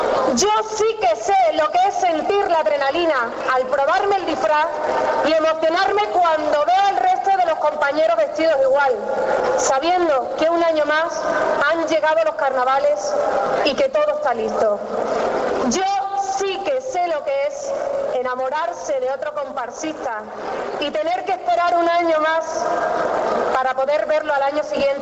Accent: Valencia de Alcántara, Extremadura, Spain; en Valencia de Alcántara, mi pueblo, jamás lo hubiese creído.

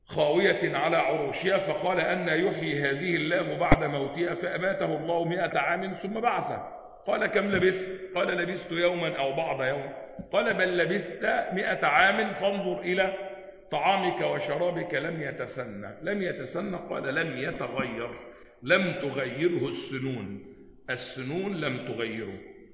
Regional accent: Upper Egypt, Egypt; وده اللي بيحدث عندنا في الصعيد وغيره

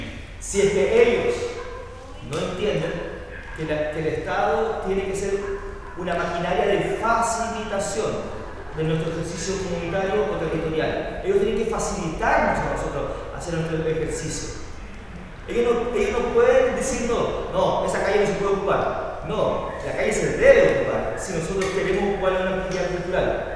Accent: Colina, Santiago Metropolitan, Chile; Nosotros venimos de la comuna de Colina, acá está Santiago, acá está Colina, y ahí se va avanzando. Estamos a unos 30 kilómetros más o menos al norte de Santiago, y la verdad es que ha sido muy difícil crecer en ese espacio

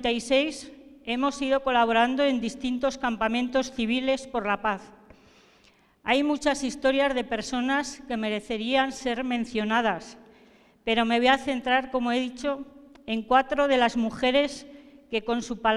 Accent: Zaragoza, Aragon, Spain; vengo de Zaragoza, de España

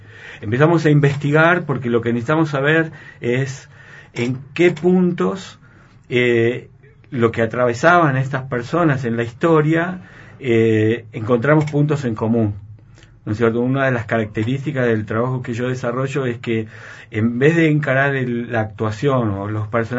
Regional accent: Argentina; nos trae un tema que no nos abandona como sociedad, como argentinos

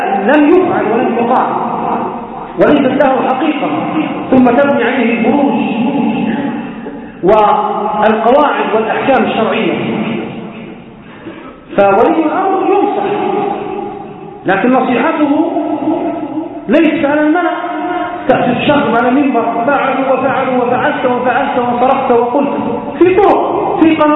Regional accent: Libya; كما يقال عندنا في ليبيا جماعة الكرة

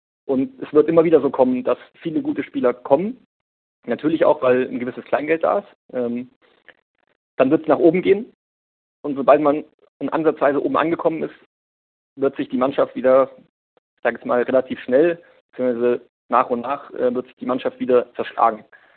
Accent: Hesse, Germany; born there; now in Munich, Germany; Ich bin gebürtig aus Hessen

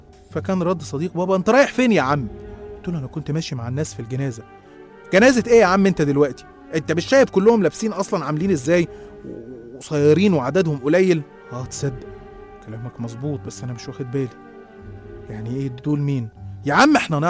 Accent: Qena Governorate, Egypt; إحنا أصلا من الصعيد من محافظة قنا

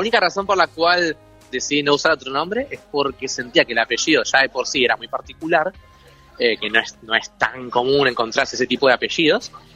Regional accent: Banfield, Buenos Aires Province, Argentina; now in Mar del Plata, Argentina; para el mundo tengo 29 y lo voy a seguir teniendo por largo tiempo más. soy de Banfield, viví gran parte de mi vida ahí, después me mudé a mi segunda ciudad, que es Mar del Plata.

